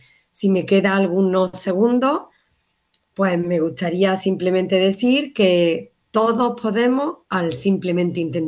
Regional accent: Málaga, Andalusia, Spain; born there; alrededor de Málaga, que es mi ciudad natal, alrededor de España

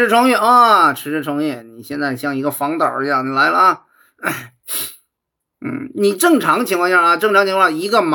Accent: Shandong, China; accent: Shandong; 我就是还是山东口音

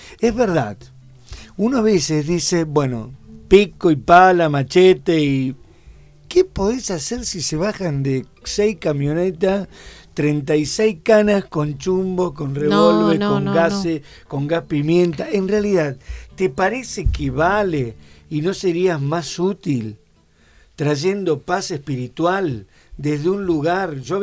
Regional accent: Rosario, Santa Fe, Argentina; bueno, yo soy oriundo de Rosario.

